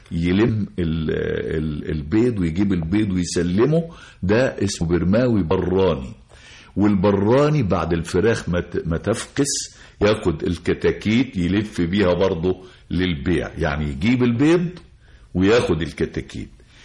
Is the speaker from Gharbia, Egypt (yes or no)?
yes; Birma, Gharbia, Egypt; يعني أنا حتى دايما بقول على قريتنا، قرية بيرما، قرية هي قائمة على عائلات كده، كأنها قرية عربية.